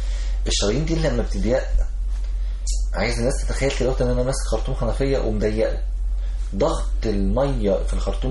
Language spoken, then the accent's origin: Arabic; Egypt; وجبات سريعه دي حاجه مستحدثه عندنا في مصر